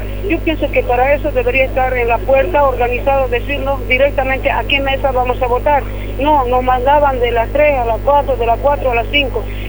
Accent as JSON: {"language": "Spanish", "country": "Bolivia", "lives_now": "Argentina", "said": "Para nosotros que somos bien bolivianos."}